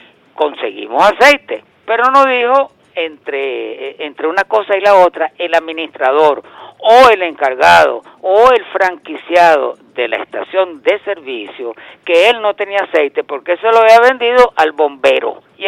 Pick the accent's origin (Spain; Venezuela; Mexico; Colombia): Venezuela; como venezolano